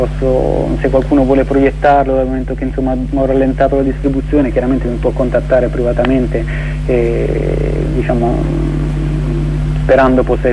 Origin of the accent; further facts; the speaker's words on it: Apulia, Italy; io sì, essendo pugliese